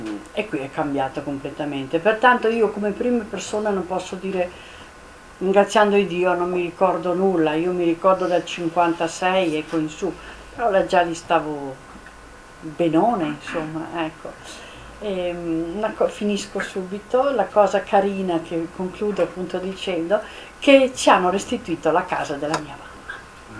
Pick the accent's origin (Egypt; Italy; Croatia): Croatia; Rijeka, Primorje-Gorski Kotar County; born there; sono nata a Fiume, dopo guerra però, finita appena appena.